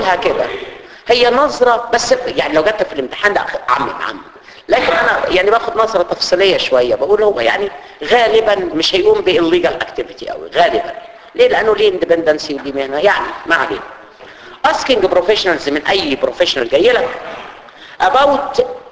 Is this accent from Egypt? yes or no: yes; Egypt; عندنا في مصر في حاجه اسمها الفيش والتشبيه